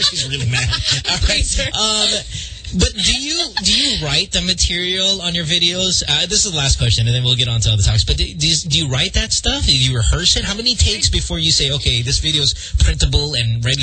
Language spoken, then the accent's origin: English; Central Luzon, Philippines; Yeah, I grew up in Bulacan.